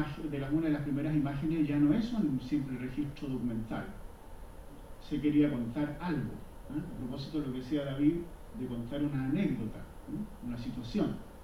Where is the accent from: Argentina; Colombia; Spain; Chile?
Chile; cómo somos, nosotros los chilenos